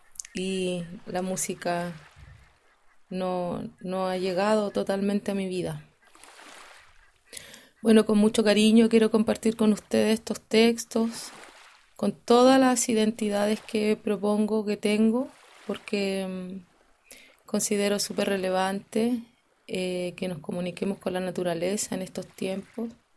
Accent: Santiago, Santiago Metropolitan Region, Chile; born there; nací en Santiago, soy mapuche y champurria, porque mi mamá es una mezcladita del mundo popular, urbano, santiaguino.

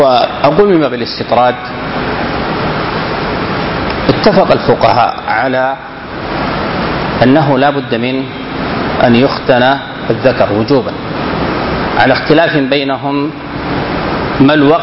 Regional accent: Sudan; هو الختان الفرعوني المشهور عندنا في السودان وفي بعض الدول القريبة

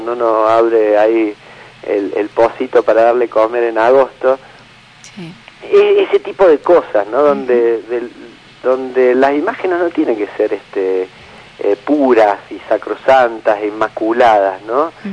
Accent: Córdoba, Argentina; mirá que como buen cordobés le doy a la... como ya lo has visto.

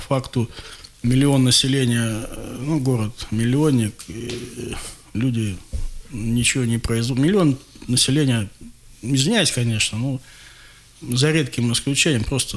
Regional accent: Krasnoyarsk, Krasnoyarsk Krai, Russia; как гражданин России, как красноярец, которому не безразлична судьба родного города

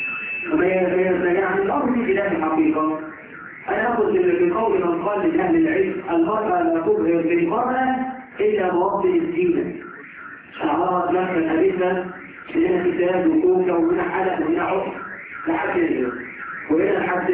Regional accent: Egypt; إحنا كمصريين بس.

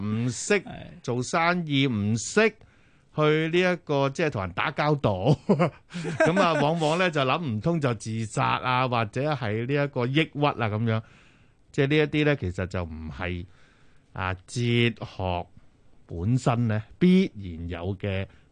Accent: Guangdong, China; 即係係我哋廣東人添啊

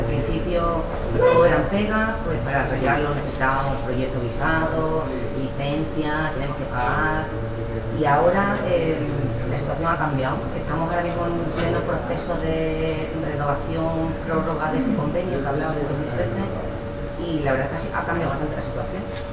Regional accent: Extremadura, Spain; Del PP, yo venimos de un pueblo de Extremadura, un PP bastante rancio, como podéis imaginar, un pueblo pequeño.

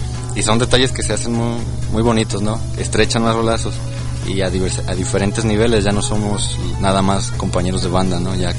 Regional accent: Guadalajara, Jalisco, Mexico; born there; yo nací aquí en Guadalajara, pero toda mi familia radica en Irapuato, Guanajuato.

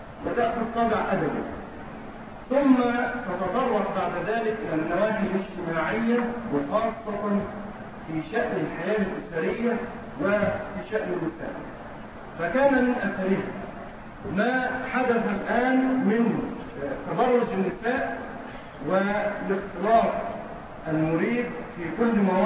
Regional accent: Egypt; عندنا في مصر علينا من هذه المسألة

